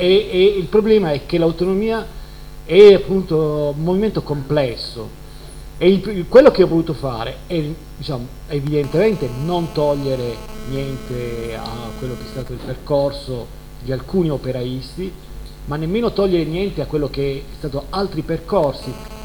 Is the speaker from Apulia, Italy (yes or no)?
yes; Bari, Apulia, Italy; Io per esempio sono originario di Bari